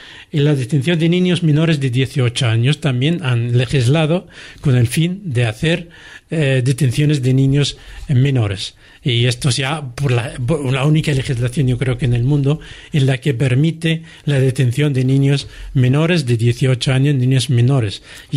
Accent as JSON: {"language": "Spanish", "region": "Central District", "country": "Israel", "said": "yo soy de un pueblo cerca del aeropuerto de Tel Aviv, y mi pueblo es una montaña"}